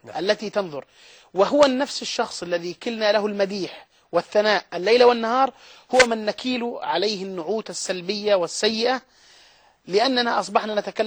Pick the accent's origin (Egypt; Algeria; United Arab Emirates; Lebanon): United Arab Emirates; اذا قدمنا لشخص عندنا في الامارات على سبيل المثال